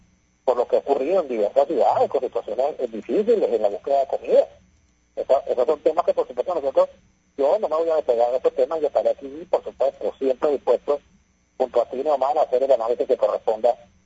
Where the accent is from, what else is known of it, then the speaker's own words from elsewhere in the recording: Venezuela; moved away; Yo salí de Venezuela con el dólar a las 49.000 bolívares.